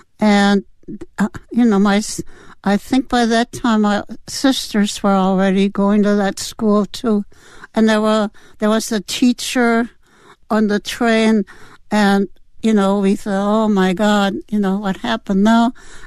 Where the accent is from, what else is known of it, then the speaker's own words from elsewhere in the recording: Berlin, Germany; I grew up in Berlin, Germany, and my father owned his own business.